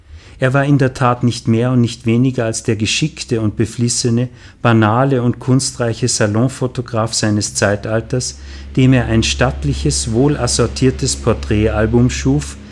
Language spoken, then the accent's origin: German; Salzburg, Austria; Ich bin in Salzburg zur Schule gegangen. Die Schule lag gegenüber vom großen Festspielhaus.